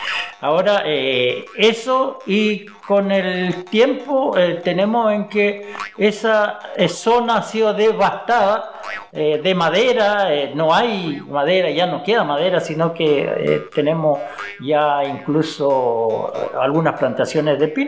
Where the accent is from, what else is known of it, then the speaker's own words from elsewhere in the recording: Lumaco, Araucanía, Chile; born there; Yo estoy en Lumaco porque nací en Lumaco, en las tierras del abuelo por parte de mi mamá.